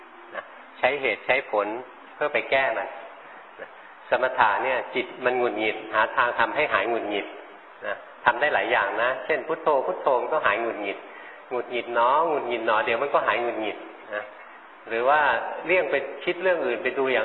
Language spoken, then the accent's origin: Thai; Bangkok, Thailand; เราคนกรุงเทพไม่เคยเห็นหลวงพ่อเห็นนกมาหลวงพ่อก็ไปถามชาวบ้าน